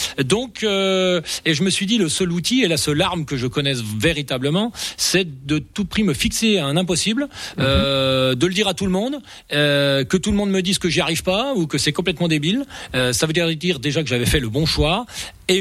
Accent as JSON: {"language": "French", "town": "Rochesson", "region": "Grand Est", "country": "France", "said": "Moi je viens de Rochesson, pour rappeler."}